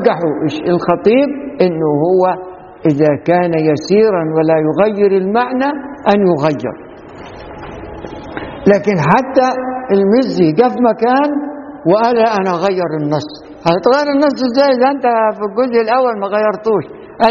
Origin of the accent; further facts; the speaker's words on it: Faiyum Governorate, Egypt; لما جيت أنا أخش بعد ما حفظت القرآن لظهر ما لقيتش في محافظة الفيوم كلها معهد أزهري